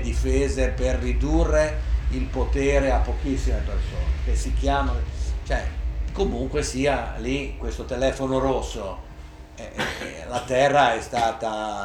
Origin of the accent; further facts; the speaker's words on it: Genoa, Liguria, Italy; io come si dice, sono di Genova, era un po' riservato quando ero bambina